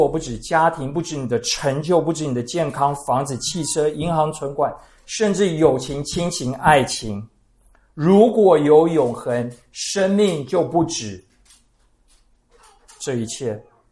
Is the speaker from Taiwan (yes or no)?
yes; Puli, Nantou County, Taiwan; 我住在埔里，我家乡埔里最近在大拜拜